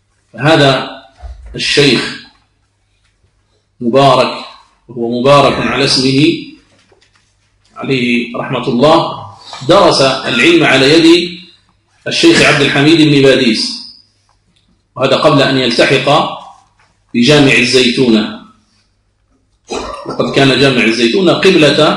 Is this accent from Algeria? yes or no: yes; Algeria; يعد علما من أعلام بلادنا الجزائر